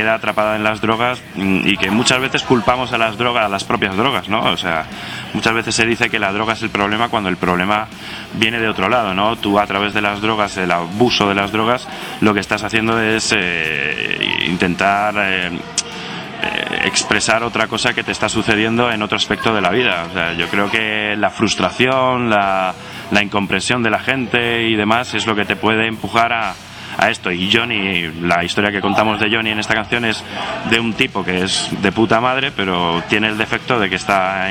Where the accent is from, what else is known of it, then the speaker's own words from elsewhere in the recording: Móstoles, Community of Madrid, Spain; yo crecí en Móstoles en los 80.